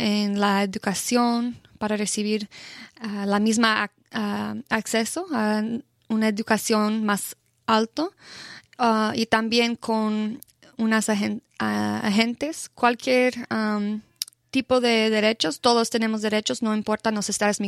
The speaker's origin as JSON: {"language": "Spanish", "region": "California", "country": "United States", "said": "Y soy de Orange County, soy del condado de Orange"}